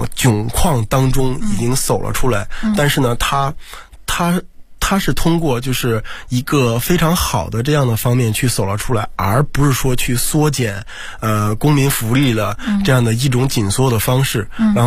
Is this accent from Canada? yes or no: no; China; 或者说像我们中国人一样啊，就是那个特别的积极